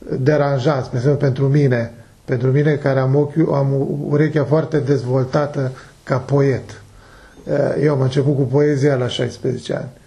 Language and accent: Romanian; Romania; Cum ați ajuns la limbajul ăsta, pentru mine ca român?